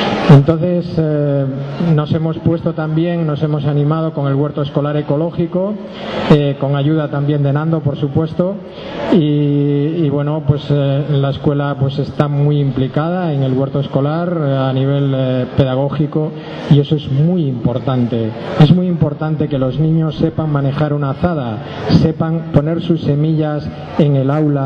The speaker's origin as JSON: {"language": "Spanish", "region": "Galicia", "country": "Spain", "said": "Vengo de Galicia, he participado en diferentes grupos de semillas."}